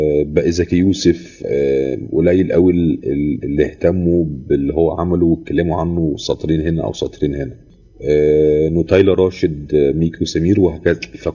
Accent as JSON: {"language": "Arabic", "country": "Egypt", "said": "حاجه تفصيله في حياتي كمصري وجزء من شخصيتي"}